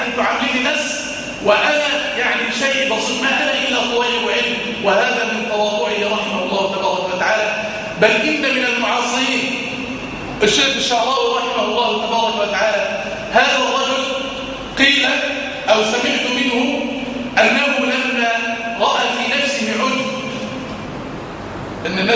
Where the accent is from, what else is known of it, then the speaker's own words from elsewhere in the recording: Egypt; اللهم اجعل بلدنا مصر في كنفك وأمانك